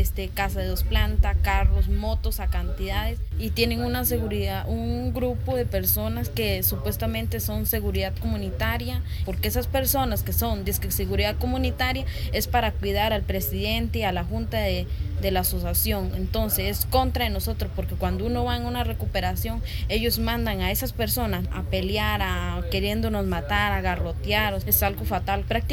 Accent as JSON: {"language": "Spanish", "town": "Cabagra", "region": "Puntarenas", "country": "Costa Rica", "said": "vengo del territorio indígena de Cabagra."}